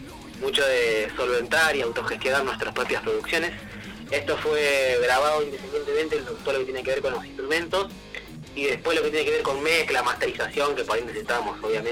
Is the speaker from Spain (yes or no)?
no; José C. Paz, Buenos Aires Province, Argentina; José Cepaz, zona norte, mitad norte, mitad oeste, estamos justo en el zona noroeste, digamos, de Gran Buenos Aires, sí.